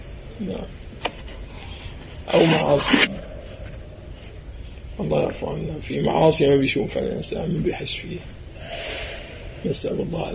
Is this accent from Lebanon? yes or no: no; Syria; now in Jordan; أي القصة ما كانت تصير معي بعد ما طلعنا من الشام